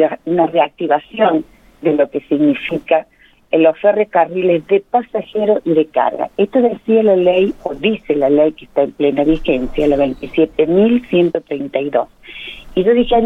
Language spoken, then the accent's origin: Spanish; Córdoba, Argentina; born there; now in Veinticinco de Mayo, Argentina; yo soy nativa de una ciudad de Córdoba. Yo soy más pampeana que cordobesa, me vine muy jovencita, 25 de mayo, ejercí la docencia y me jubilé acá.